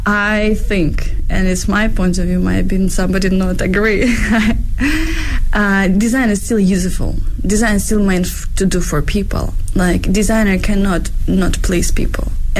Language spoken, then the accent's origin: English; Ukraine; English is a second language; now in Beijing, China